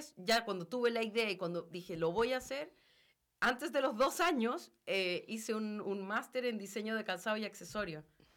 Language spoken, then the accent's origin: Spanish; Chile; now in Rome, Italy; Yo me fui de Chile el año 2001 a estudiar a Italia, a Roma específicamente